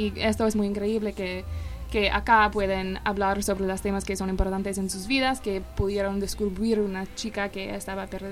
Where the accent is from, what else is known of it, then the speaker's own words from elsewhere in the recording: United States; now in Argentina; Sí, soy de los Estados Unidos y estoy haciendo un proyecto de investigación